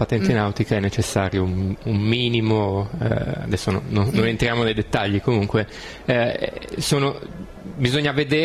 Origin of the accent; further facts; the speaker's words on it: Turin, Piedmont, Italy; now in Genoa, Italy; Io sono torinese e mi sono trasferito qua a Genova